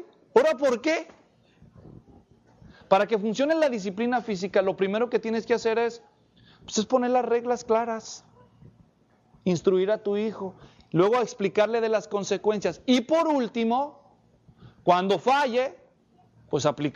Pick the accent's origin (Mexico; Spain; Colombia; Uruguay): Mexico; Así que para nosotros que somos mexicanos, los fajazos no están muy lejos del modelo bíblico.